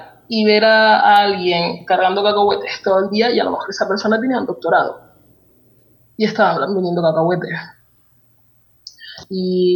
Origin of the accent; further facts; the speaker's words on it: Tenerife, Canary Islands, Spain; also born or lived in Lanzarote; yo nací en Lanzarote y me crié en Tenerife, pero me considero, por ejemplo, de las dos partes.